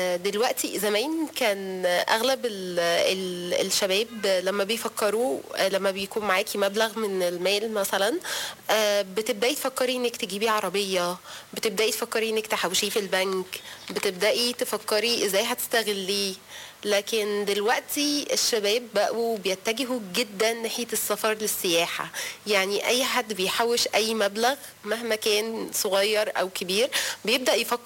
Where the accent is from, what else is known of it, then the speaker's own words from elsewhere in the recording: Egypt; شفت حاجات احنا عندنا في مصر الحمد لله احسن بكتير